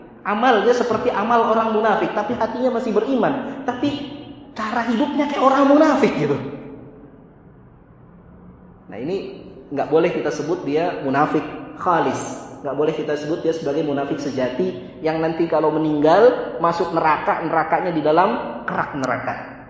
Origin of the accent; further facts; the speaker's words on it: Bogor, West Java, Indonesia; Saya orang Bogor, Pak.